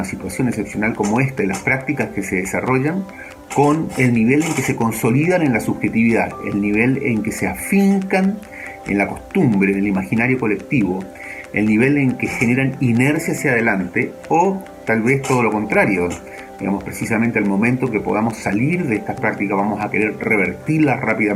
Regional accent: Chile; de Chile.

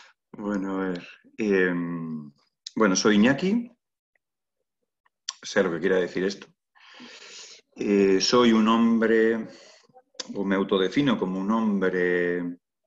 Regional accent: Bilbao, Basque Country, Spain; Y ahora mismo me encuentro en Bilbao, en mi ciudad natal, donde trabajo, donde vivo. Bilbao es una ciudad que está al norte de España, sea que soy de tierras norteñas.

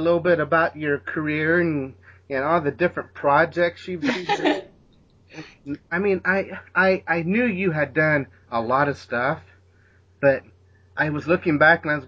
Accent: Indianapolis, Indiana, United States; also born or lived in Los Angeles; I grew up here in Indianapolis, in a small town. And I moved out to L.A.

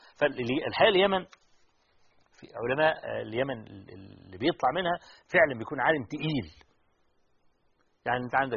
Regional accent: Egypt; طبعا الشيخ أحمد شاكر احنا نفخر أنه من مصر رحمة الله عليه.

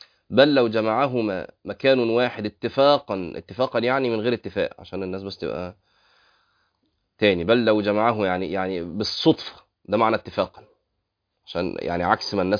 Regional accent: Egypt; نسبة الطلاق عندنا في مصر شكلها إيه بقى؟

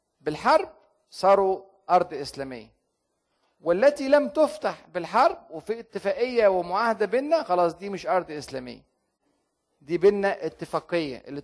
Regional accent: Egypt; عشان كده عندنا الأديرة في مصر القديمة

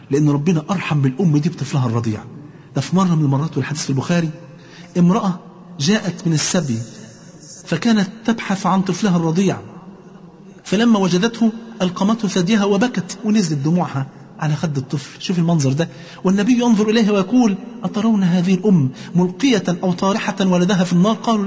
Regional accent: Egypt; ونسأل الله عز وجل أن يحفظ بلادنا مصر وكل بلاد

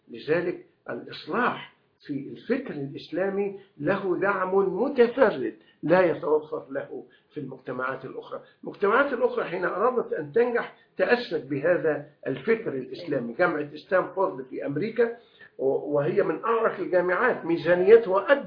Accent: Egypt; ونحن عندنا في مصر نماذج لهذا.

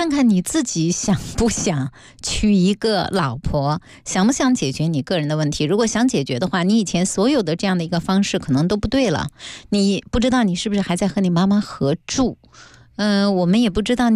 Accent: China; 我们中国人的家庭中缺乏的边界感

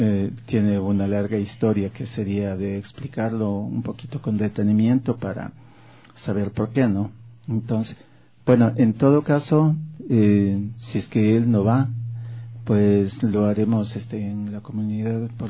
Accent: Quito, Pichincha, Ecuador; born there; Yo nací aquí en Quito, soy un descendiente de Atahualpa. Mi apellido

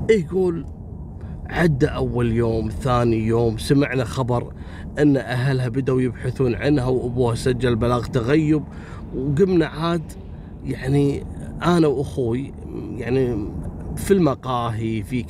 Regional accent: Kuwait; حصلت عندنا في الكويت يعني في أول التسعينات

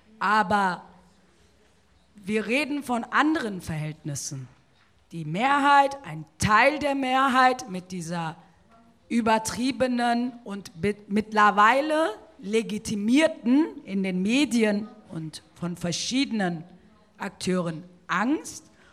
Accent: North Rhine-Westphalia, Germany; ich komme aus Nordrhein-Westfalen, Schlusspunkt aus, ob es dir passt oder nicht.

